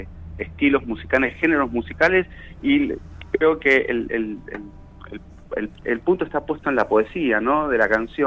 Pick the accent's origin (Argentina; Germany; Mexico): Argentina; Mendoza; moved away as an adult; now in Buenos Aires, Argentina; Sí, vivo en Capital, vivo en Mataderos, tengo 45 años. Hace 11 años que me vine de Mendoza acá a Buenos Aires y, bueno, como te digo, la historia fue, como venía de un pueblito muy muy chiquito